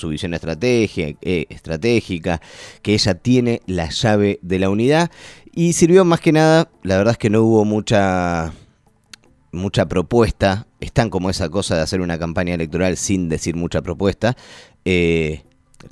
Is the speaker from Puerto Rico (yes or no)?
no; Argentina; No vale decir cualquier cosa para conseguir un voto, no somos así los argentinos.